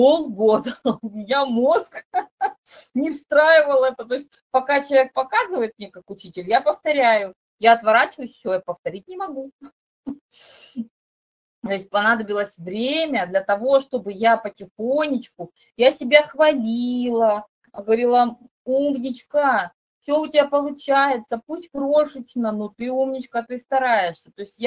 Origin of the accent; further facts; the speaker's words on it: Crimea, Ukraine; born there; при том, что я родилась в Крыму, мне ставили рахит.